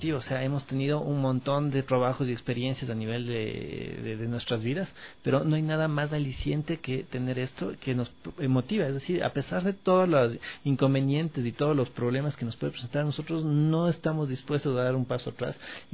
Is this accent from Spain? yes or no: no; Ecuador; Yo lo que les pido es que como ecuatorianos seamos conscientes